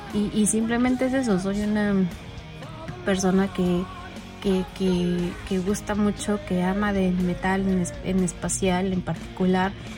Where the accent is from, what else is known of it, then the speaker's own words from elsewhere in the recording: Mexico; yo soy mexicana, vivo aquí en Ciudad de México.